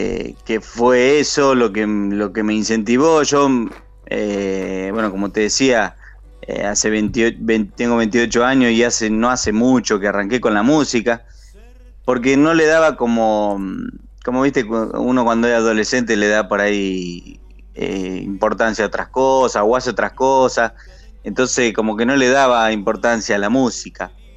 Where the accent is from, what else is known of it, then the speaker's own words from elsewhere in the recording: Marcos Juárez, Córdoba, Argentina; Sí, estoy un poco alejado de lo que es la Córdoba capital, por eso no tengo la tonada